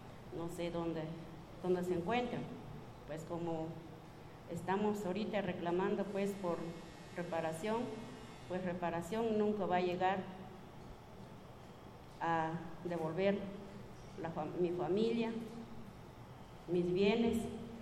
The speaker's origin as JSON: {"language": "Spanish", "country": "Guatemala", "said": "Yo soy una mujer sobreviviente de Guatemala. Yo soy guatemalteca."}